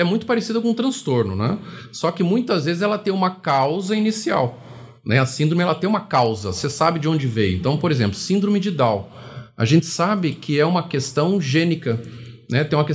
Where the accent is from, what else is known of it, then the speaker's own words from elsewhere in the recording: Recife, Pernambuco, Brazil; born there; now in São José dos Campos, Brazil; Não, eu sou nascido em Recife.